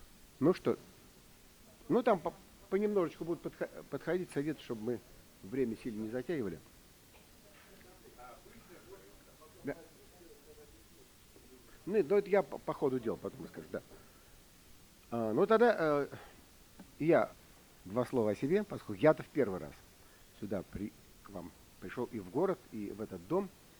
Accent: Moscow, Russia; По происхождению я москвич. Родился в Москве и всю жизнь мне так и до сих пор живу.

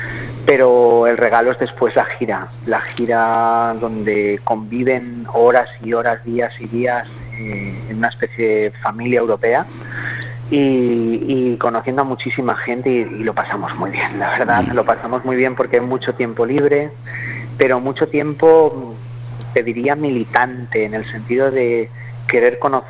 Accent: Valencian Community, Spain; nosotros como valencianos tenemos dos lenguas, el valenciano y el castellano

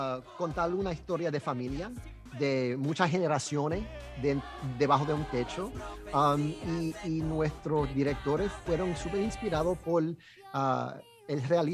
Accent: New York, United States; yo soy boricua, que nací y crecí aquí en el Alto Manhattan, donde yo estoy hablando contigo.

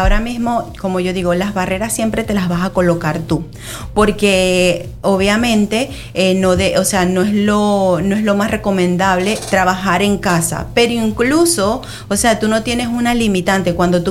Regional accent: Venezuela; en mi país, en Venezuela, trabajaba como educadora con el Ministerio de Educación.

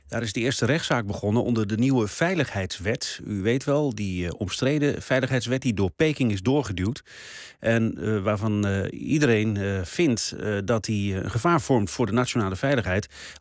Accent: Hoogeveen, Drenthe, Netherlands; Kijk, ik kom natuurlijk ook maar uit Hogeveen.

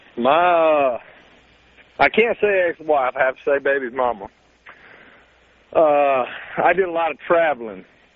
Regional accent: the South, United States; I'm from the South, so you might understand where that comes from.

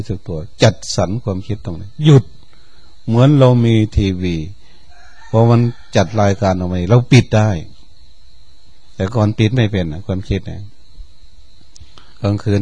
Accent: Chaiyaphum, Thailand; หลวงพ่อก็เป็นคนชัยภูมิเราก็เป็นคนชัยภูมิ

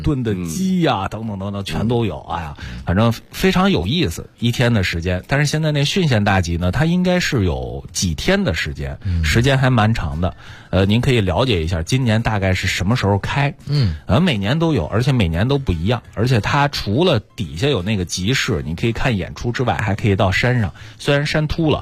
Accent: Henan, China; 我的家乡河南转一转，吃的就不用说了

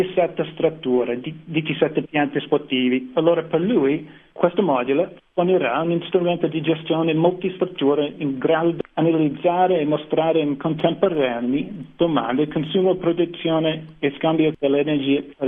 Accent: United States; Italian is a second language

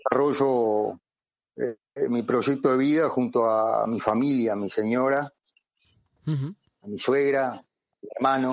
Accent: Paysandú, Uruguay; now in Montevideo, Uruguay; yo soy un uruguayo, un oriental, nacido en el interior, en el departamento de Paysandú, una ciudad de aproximadamente unos 70-80 mil habitantes, que se viene a estudiar agronomía a Montevideo

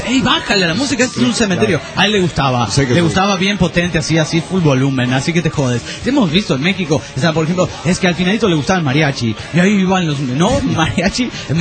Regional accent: Mairana, Santa Cruz, Bolivia; born there

